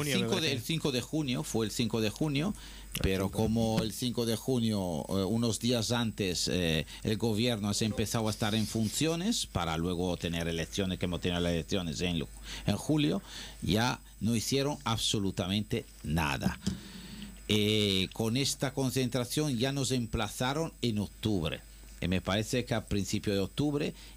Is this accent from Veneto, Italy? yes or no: yes; Venice, Veneto, Italy; ha habido ahora uno bastante grave en Venecia, que ha habido ahí en mi tierra, que ha habido muchos muertos